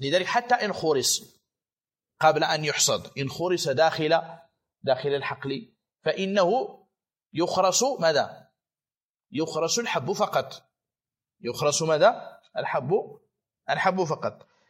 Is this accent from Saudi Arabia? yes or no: no; Morocco; يعني أكثر العنب عندنا في المغرب الآن غالبه يباع فاكهة.